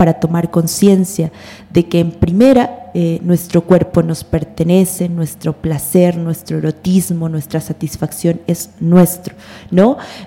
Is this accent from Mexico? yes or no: yes; Mexico; Si hoy en día somos los mexicanos y los latinoamericanos profundamente moralistas